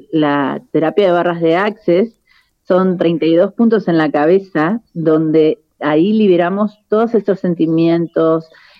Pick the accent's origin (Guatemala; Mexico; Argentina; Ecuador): Argentina; moved away as an adult; now in Spain; Yo soy argentina, pero vivo en España hace 22 años. Sí, ahora estoy en Mendoza, estoy de vacaciones y dando clases.